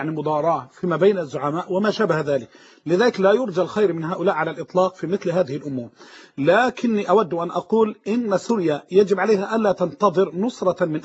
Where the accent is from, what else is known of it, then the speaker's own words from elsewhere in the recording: Egypt; بمعنى لما تيجي عندنا في مصر عندنا مؤسسه دينيه